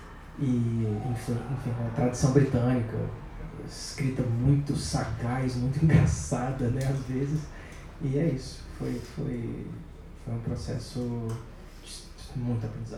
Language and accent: Portuguese; Brazil; quando eu nasci, em 95, e ele queria muito que a gente colocasse de alguma maneira a nossa perspectiva enquanto brasileiros